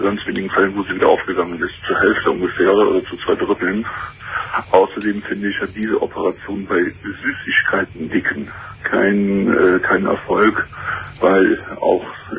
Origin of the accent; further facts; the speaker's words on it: Cologne, North Rhine-Westphalia, Germany; aber ich komme aus Köln